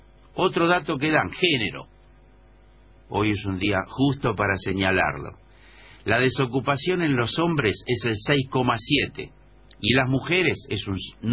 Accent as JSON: {"language": "Spanish", "region": "Buenos Aires", "country": "Argentina", "said": "Claro que como porteño, así como reconozco esto"}